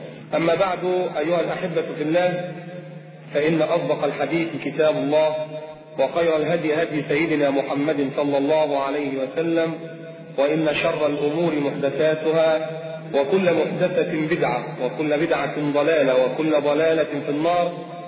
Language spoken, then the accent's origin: Arabic; Alexandria, Alexandria Governorate, Egypt; وتروح التراب عندنا في اسكندريه